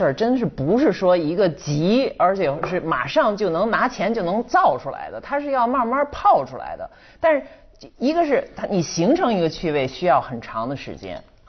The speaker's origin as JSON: {"language": "Chinese", "country": "China", "said": "我发现就我们中国人的看的已经习惯了，是新就等于好"}